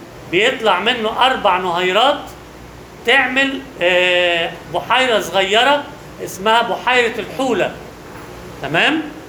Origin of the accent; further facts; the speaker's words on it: Egypt; بس هنوريك أنواع طبعا مش موجودة عندنا في مصر أبدا،